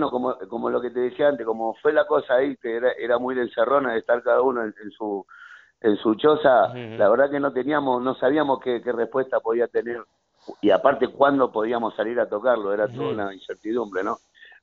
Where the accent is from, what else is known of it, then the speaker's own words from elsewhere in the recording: Argentina; aunque yo soy argentino